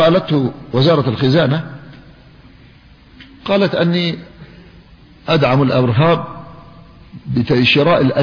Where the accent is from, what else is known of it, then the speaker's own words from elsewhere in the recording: Yemen; وأذكر بأن الحكومة اليمنية هي المعنية بالدفاع عن مواطنيها، وأنا مواطن يمني